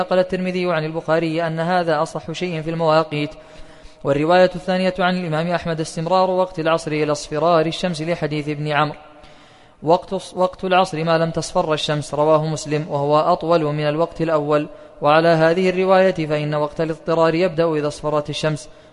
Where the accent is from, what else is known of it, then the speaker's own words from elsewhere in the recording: Saudi Arabia; فالتقويم عندنا في السعودية